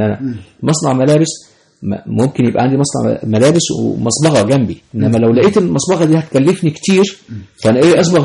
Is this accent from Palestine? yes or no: no; Egypt; فالمثال مثلا عندنا في مصر هنا عربية المترو